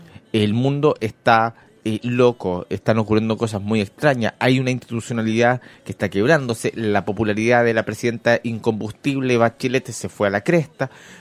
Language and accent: Spanish; Chile; No es algo que esté ocurriendo solamente en Chile porque somos chilenos.